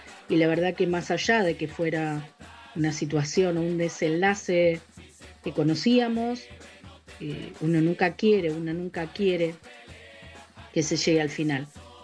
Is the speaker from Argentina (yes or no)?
no; Uruguay; Lo que nos ha pasado como pueblo, como sociedad uruguaya